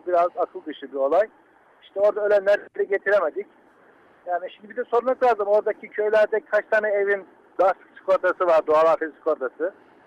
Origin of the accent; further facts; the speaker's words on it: Black Sea Region, Turkey; Vallahi Karadenizliyim. Biz de düz mandık çok gideriz, kullanırız.